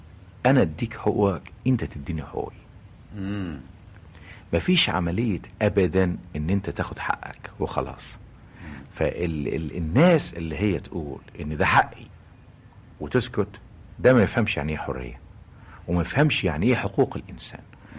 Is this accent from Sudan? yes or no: no; Egypt; أنا دايما بقول I am Egyptian، أنا مصري، ولن أنتمي لأيديولوجي معين لأن أنا أنتمي لمصر.